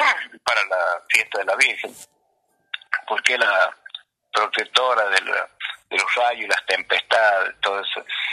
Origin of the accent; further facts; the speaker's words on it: Santa Bárbara, La Rioja, Argentina; yo les digo que mi pueblo es Santa Bárbara, está muy cerca de Chamical